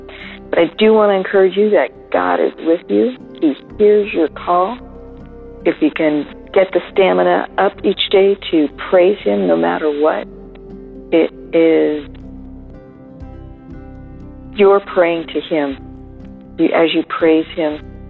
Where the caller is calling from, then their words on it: California, United States; Hello there. … I'm calling from Southern California.